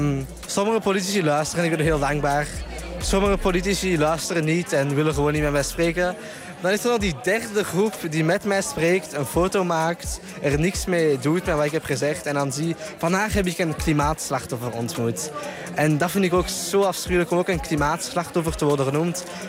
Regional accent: Brussels, Belgium; uit Brussel, België. En ik ben 17 jaar.

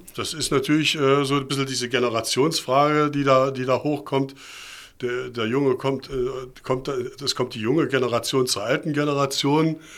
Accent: Leipzig, Saxony, Germany; ich bin in Leipzig im Thomanerchor groß geworden.

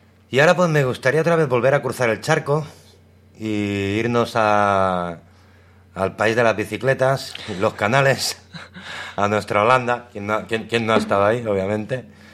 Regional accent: La Roca del Vallès, Catalonia, Spain; son una banda de mi pueblo, de La Roca, concretamente

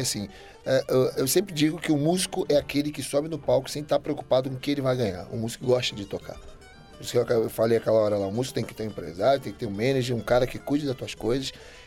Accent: Rio de Janeiro, Brazil; E eu também cresci num bairro que é muito musical no Brasil, que é no Estácio de Sá. Eu nasci na Tijuca e cresci no Estácio.

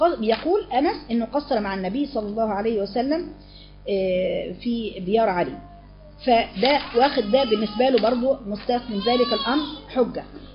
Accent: Alexandria, Alexandria Governorate, Egypt; لكن انا من اسكندريه.

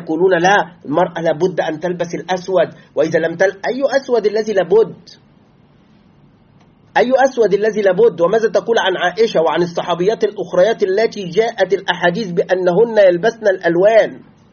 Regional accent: Egypt; تعرف نحن الآن عندنا في مصر كمصريين، كما يعلم إخواننا المصريين، نأكل يعني العيش، نسمي الخبز نسميه عيش

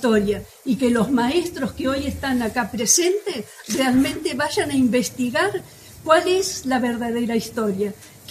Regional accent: Esquel, Chubut, Argentina; yo soy de Esquel y sé que más de uno de los de acá que viven en Esquel

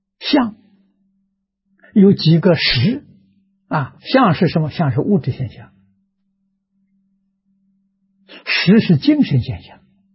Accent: China; 32亿乘10万，我们中国人算法是 320兆，这一坛指320兆。

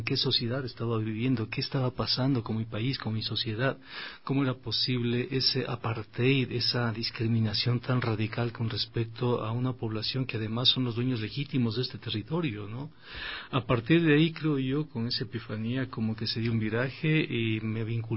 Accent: Quito, Pichincha, Ecuador; Yo soy quiteño, soy economista.

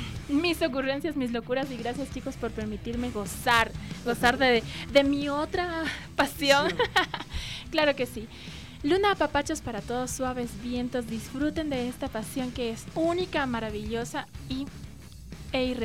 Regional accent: Loja, Ecuador; now in Quito, Ecuador; Siempre he tenido, desde que inicié acá en Quito, siempre he tenido la ilusión de rodar a mi tierra, de rodar a Loja.

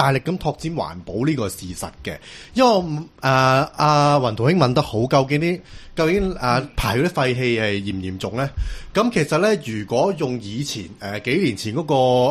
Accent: Hong Kong; 即系清洗晒我哋香港人，就因为香港人做蓝天

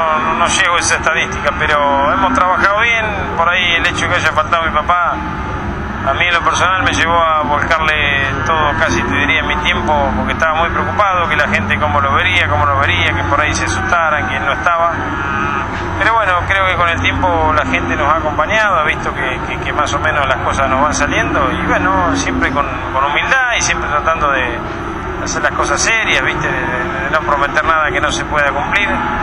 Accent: Olavarría, Buenos Aires Province, Argentina; Hay hacienda ahí de Olavarría, porque soy de Olavarría

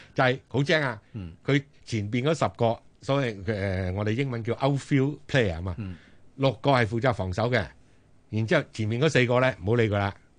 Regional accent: Guangdong, China; 就要有幾個球員識得所謂我哋廣東人叫做執生嘅

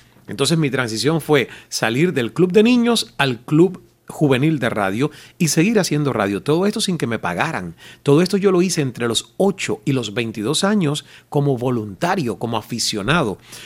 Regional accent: Santiago de Cuba, Cuba; Santiago de Cuba, mi provincia natal.

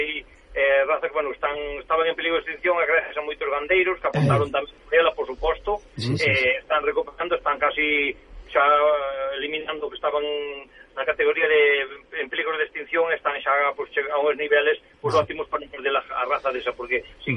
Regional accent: Galicia, Spain; a ver, eu como galego tamén, a ver, Galicia cría non só ternera boa

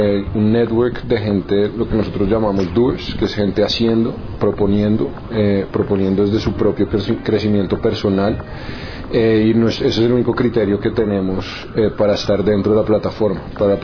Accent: Colombia; nosotros como colombianos somos emprendedores

